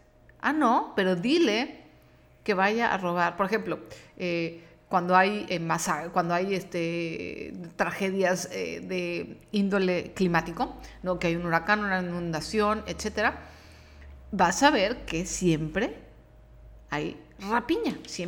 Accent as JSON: {"language": "Spanish", "region": "Mexico City", "country": "Mexico", "accent": "chilango", "said": "soy mexicana y yo creo que se nota, ¿no? Por mi acento. Tengo un acento de chilango, centro México, inconfundible."}